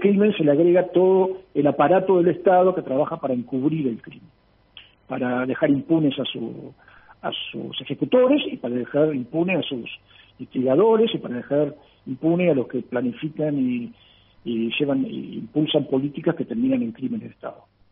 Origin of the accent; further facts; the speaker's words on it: Argentina; Porque uno habla de, como argentino, y está hablando de Paraguay